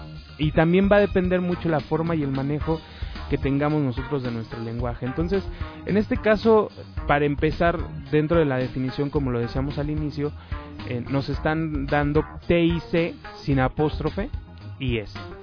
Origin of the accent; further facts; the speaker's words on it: Mexico; yo como soy mexicano no estoy muy acostumbrado a decir DVD.